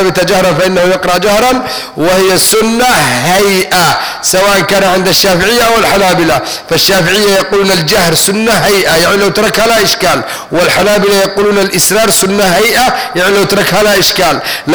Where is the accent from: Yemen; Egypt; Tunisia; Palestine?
Yemen; Taiz, Taiz Governorate; من المعافر من المنطقة اللي انا فيها من تعز